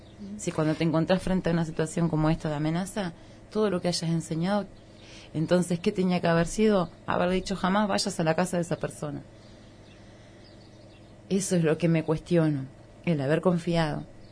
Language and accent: Spanish; Concordia, Entre Ríos, Argentina; Yo vengo de un lugar, yo vengo de Concordia, Entre Ríos, pueblo.